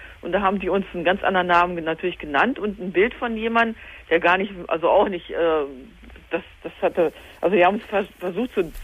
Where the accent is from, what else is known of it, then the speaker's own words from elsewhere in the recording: Hanover, Lower Saxony, Germany; wir sind aus Hannover, ja, die Ecke